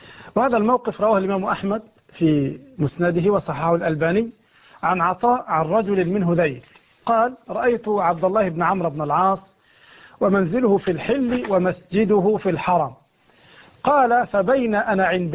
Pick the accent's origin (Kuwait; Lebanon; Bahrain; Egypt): Egypt; خياطين يفعلون عندنا في مصر هذا الخطان من الحرير